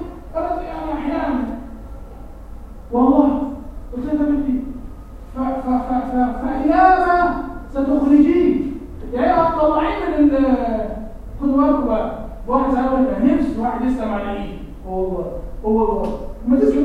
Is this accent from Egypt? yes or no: yes; Egypt; واحنا كنا مصريين بهذه الصوره